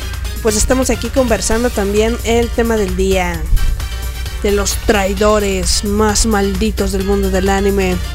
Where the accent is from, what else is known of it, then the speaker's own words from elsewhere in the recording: Mexico; cómo se vive aquí en mi país, en México.